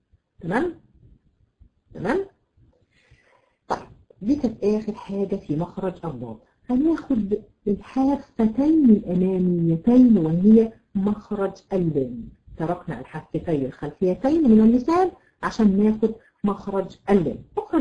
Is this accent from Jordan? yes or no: no; Egypt; عندنا في مصر عندنا مشكله جامده جدا. بيحبوا ايه؟ يحطوا الضاد ضاء